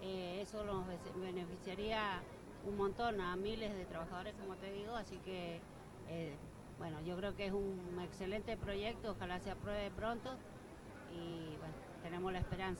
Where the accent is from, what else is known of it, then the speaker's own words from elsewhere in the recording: San Carlos, Mendoza, Argentina; born there; now in Rivadavia, Argentina; Bueno, sí, yo soy nacida en San Carlos, pero actualmente vivo en Rivadavia.